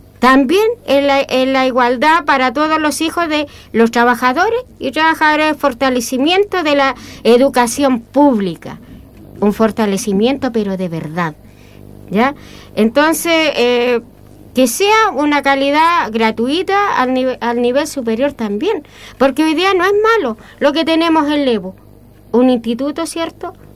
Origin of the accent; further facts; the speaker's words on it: Chile; también eso para mí es indigno, como mujer chilena